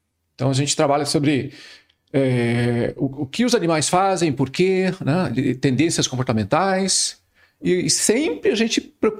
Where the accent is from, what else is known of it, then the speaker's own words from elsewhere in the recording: Curitiba, Paraná, Brazil; also born or lived in Mato Grosso do Sul; now in Santa Maria, Brazil; Sim, então eu sou natural do Mato Grosso do Sul, mas na verdade cresci em Curitiba, Paraná, onde eu fiz a graduação, né, em biologia e o doutorado também.